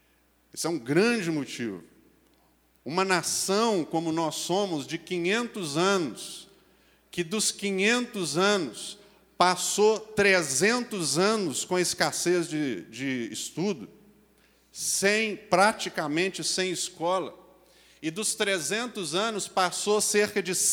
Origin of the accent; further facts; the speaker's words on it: Brazil; porque nós somos brasileiros.